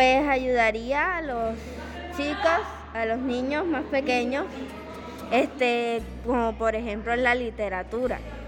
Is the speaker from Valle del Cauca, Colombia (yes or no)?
no; Soledad, Atlántico, Colombia; Soy de Soledad Atlántico. Tengo 14 años